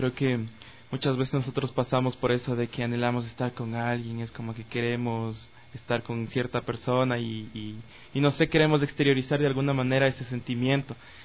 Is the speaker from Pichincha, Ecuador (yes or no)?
yes; Cumbayá, Pichincha, Ecuador; nosotros somos del Valle en general, somos de por ahí, yo soy de Cumbayá